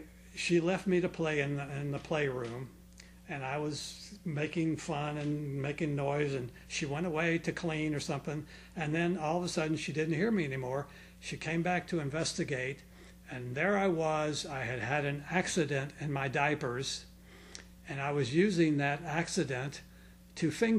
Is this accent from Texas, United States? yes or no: no; Clearwater, Florida, United States; I'm from here. I'm